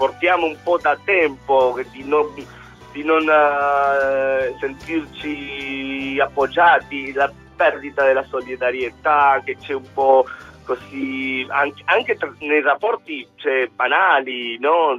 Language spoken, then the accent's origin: Italian; Argentina; Perché io sono argentino, quindi noi abbiamo tutti un po' antenati argentini